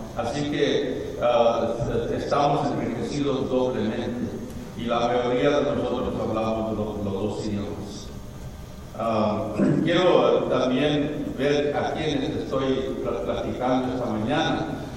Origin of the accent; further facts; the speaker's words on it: Texas, United States; born there; Bienvenidos a todos a mi estado natal de Texas. Nací en Texas, soy chicano, como a veces nos decimos, México y americano.